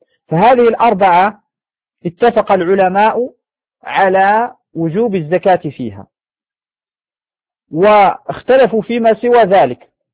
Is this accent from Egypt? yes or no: no; Morocco; يعني عندنا في المغرب هذا نوع من الشعير هو السلك